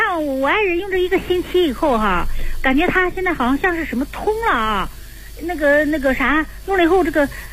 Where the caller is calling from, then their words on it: Shenyang, Liaoning, China; 我是沈阳的